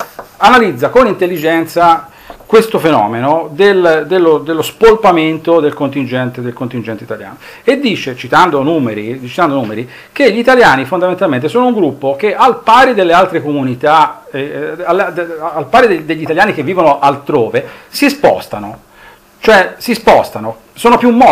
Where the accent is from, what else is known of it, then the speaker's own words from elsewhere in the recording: Bolzano, Trentino-Alto Adige, Italy; io vengo da una regione dove chiunque parli, vengo da Bolzano